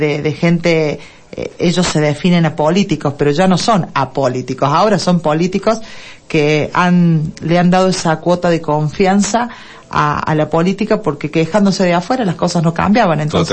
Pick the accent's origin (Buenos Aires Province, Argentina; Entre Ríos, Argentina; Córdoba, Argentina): Córdoba, Argentina; Deán Funes; Soy nacida en Dian Funes, criada en Dian Funes